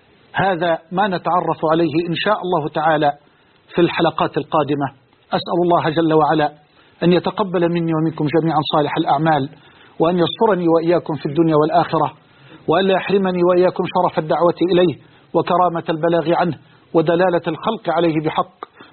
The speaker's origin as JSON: {"language": "Arabic", "country": "Egypt", "said": "وأسأل الله أن يجعل بلدنا مصر أمنا أمانا سخاء رخاء"}